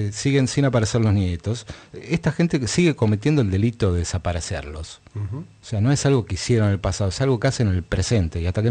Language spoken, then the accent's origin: Spanish; Argentina; creo que como argentino me es más amplia mi identidad.